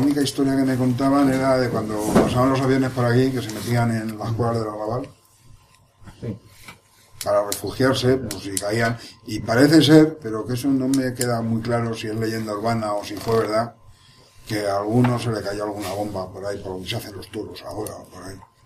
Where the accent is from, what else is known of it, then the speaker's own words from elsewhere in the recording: Segovia, Castile and León, Spain; Concretamente en Segovia, en bueno, si yo soy de Segovia.